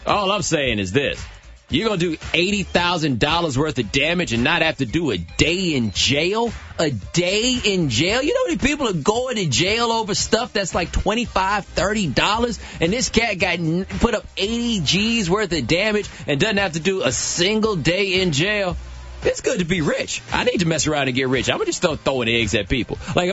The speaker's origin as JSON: {"language": "English", "region": "Texas", "country": "United States", "said": "Like I said, man, I'm from Texas."}